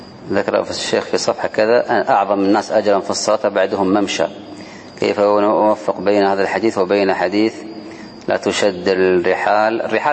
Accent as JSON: {"language": "Arabic", "country": "Kuwait", "said": "لو كانت صفوف النساء بعض المساجد قليلة عندنا في الكويت خلف المسجد بالضبط"}